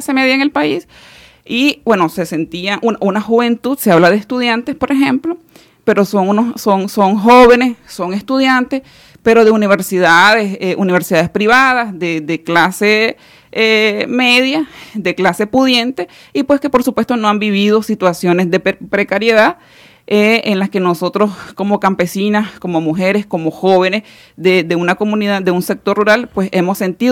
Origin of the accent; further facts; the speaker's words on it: Nicaragua; no solamente nosotras como parte de nuestra asociación o como campesina o como ciudadanas nicaragüenses